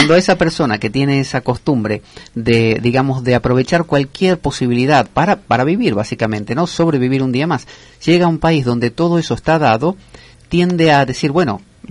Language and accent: Spanish; Argentina; La ventaja es que mientras no hablemos, nadie se da cuenta que somos argentinos.